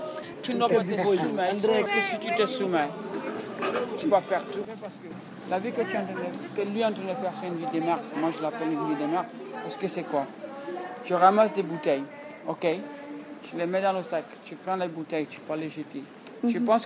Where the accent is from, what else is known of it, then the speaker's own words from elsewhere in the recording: Italy; French is a second language; Les gens me traitent comme si je suis européen, je suis italien, ok. Mais moi je me sens africain.